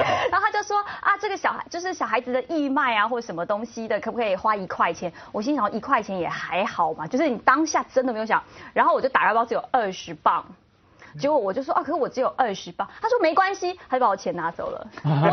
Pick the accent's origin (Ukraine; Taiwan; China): Ukraine; Chinese is a second language; 可是我是乌克兰来的